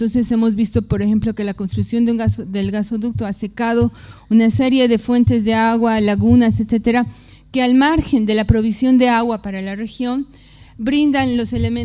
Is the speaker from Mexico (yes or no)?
no; Bolivia; pero no en mi país, no en Bolivia, sino del otro lado